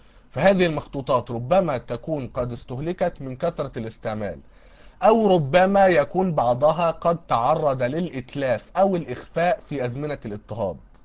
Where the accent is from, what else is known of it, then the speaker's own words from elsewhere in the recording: Egypt; لكن عندنا في مصر هنا ما يعرفوش حاجة اسمها علم نقد نصي